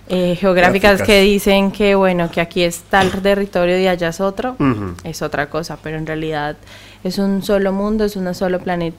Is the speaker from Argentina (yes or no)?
no; Bogotá, Colombia; moved away as an adult; Soy de Bogotá, vengo desde Bogotá.